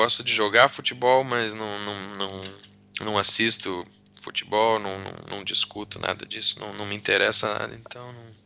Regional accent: São José dos Campos, São Paulo, Brazil; also born or lived in Rio de Janeiro / Santa Branca / São Carlos; eu nasci no Rio de Janeiro, saí do Rio com 7 anos. E fui para São José dos Campos, e depois fiquei um tempo em São José dos Campos, depois Santa Branca, depois São Carlos.

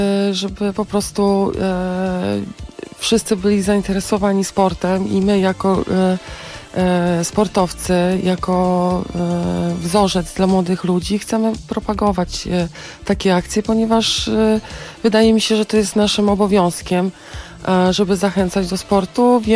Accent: Warsaw, Masovian Voivodeship, Poland; ja w ogóle się urodziłam na Bemowie. Może nie urodziłam, ale mieszkałam tam całe dzieciństwo

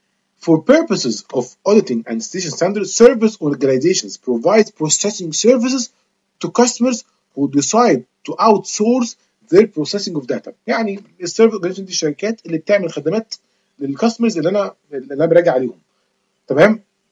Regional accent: Egypt; ممكن موضوع ما يبقاش مشهور عندنا في مصر شوية

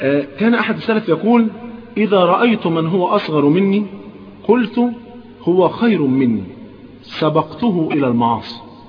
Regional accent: Egypt; طيب كان زمان تلاقي عندنا في مصر هنا بالذات كان تلاقي مثلا ايه فلان شيخ عمود في الازهر

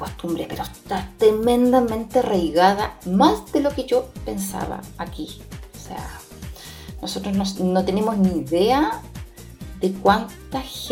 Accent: Chile; now in Spain; desde mi punto de vista como chilena

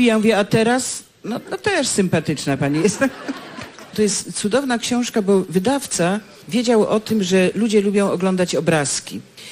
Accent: Legnica, Lower Silesian Voivodeship, Poland; born there; ja się urodziłam w takim szpitalu w Legnicy, na szczęście nie pamiętam

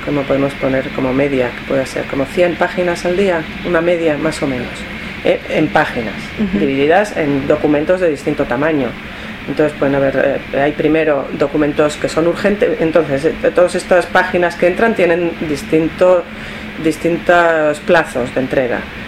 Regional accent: Madrid, Community of Madrid, Spain; llegué en 1993. Soy de España, de Madrid. Estudié en la Universidad Complutense cuando las carreras de traducción no existían

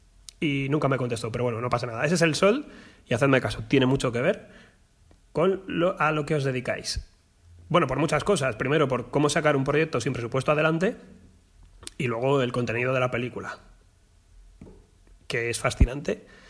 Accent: Madrid, Community of Madrid, Spain; ¿de dónde eres? Y digo, nada, de Madrid.

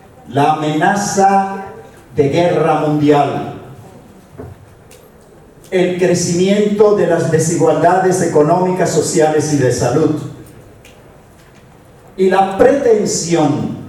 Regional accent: Magdalena, Colombia; mi pueblo indígena Uiwa, habitante de la Sierra Nevada de Santa Marta, en Colombia

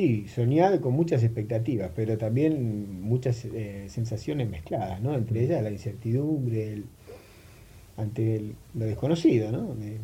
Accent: Buenos Aires, Argentina; Y de Parque Patricio.

